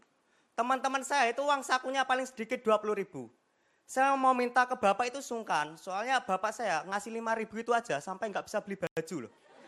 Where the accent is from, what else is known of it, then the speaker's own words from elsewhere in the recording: Madiun, East Java, Indonesia; dan saya dari Madiun. Saya pengen cerita aja teman-teman. Saya ini anaknya petani.